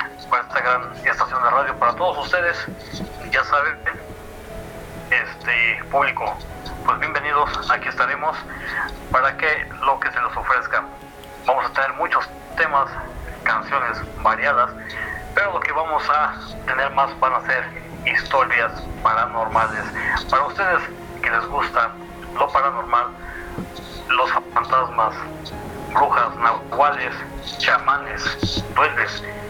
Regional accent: State of Mexico, Mexico; Pues estamos aquí, soy del Estado de México

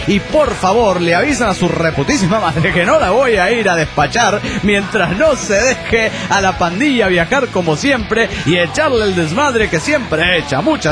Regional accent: Tucumán, Argentina; de Tucumán.

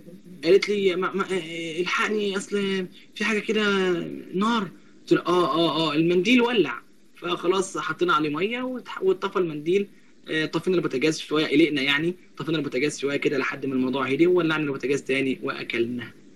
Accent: Sharqia Governorate, Egypt; انا من الشرقيه وهي من الغربيه

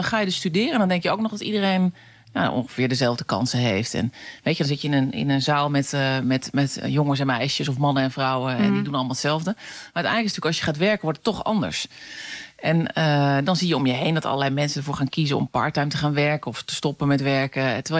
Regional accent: Utrecht, Netherlands; bij ons in Utrecht is altijd de gewoonte dat de jager de taart aansnijdt.

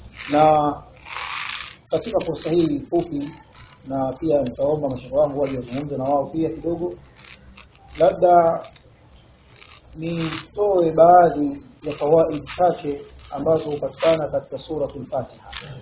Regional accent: Dar es Salaam, Tanzania; Mimi ni ndugu yenu nimetokea Dar es Salaam katika wilaya ya Ubungo

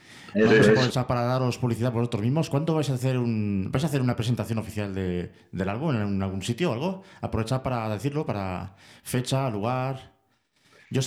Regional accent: Málaga, Andalusia, Spain; Por cierto, soy de Málaga.

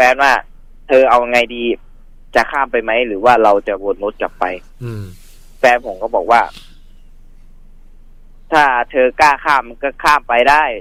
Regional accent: Saraburi, Thailand; ผมเป็นคนสระบุรีนะ

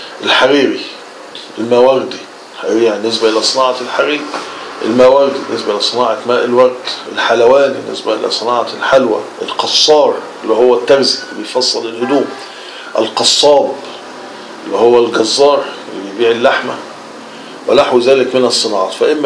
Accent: Egypt; ولو نلاحظ انه مع دخول الاستعمار عندنا في مصر وفي غيرها من دول

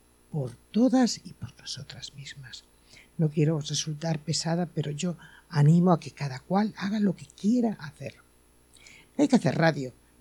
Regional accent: Castile and León, Spain; soy castellana vieja, pero loba.

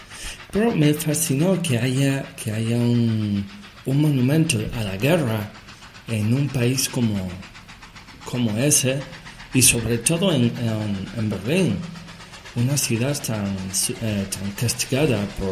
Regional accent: Buenos Aires, Argentina; Che, yo vengo de Buenos Aires y de Carro Quemado.

